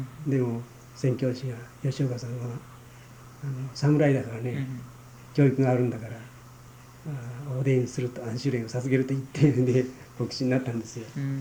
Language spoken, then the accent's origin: Japanese; Tanabe, Wakayama, Japan; born there; 和歌山県の田辺という町で、田辺市ですね。